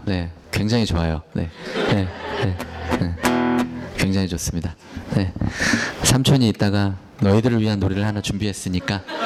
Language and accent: Korean; Daejeon, South Korea; now in Seoul, South Korea; 제가 고향이 대전인데 대전에는 좀처럼 그런 일이 없는데 이제 서울에 와서 살다 보니